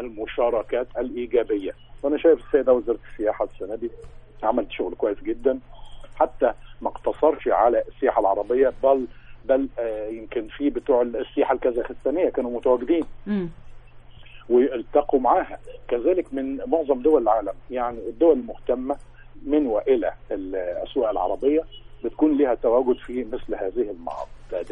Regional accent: Egypt; أن احنا أجازاتنا كمصريين برضو بياخدوها في الشهرين دول

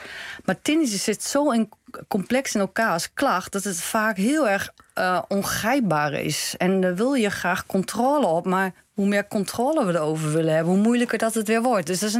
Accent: Goor, Overijssel, Netherlands; ik kom gewoon uit Goor, uit Twente.

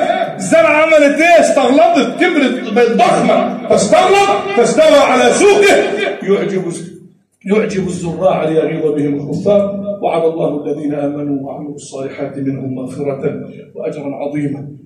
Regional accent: Egypt; اجعل بلدنا مصر أمنا أمانا، شفاء رخاء، وسائر بلاد

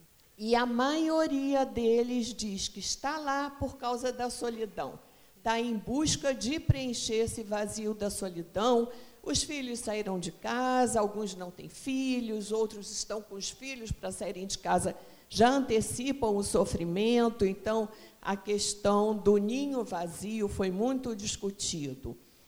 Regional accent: Rio de Janeiro, Brazil; eu sou do Rio, começamos lá no Rio

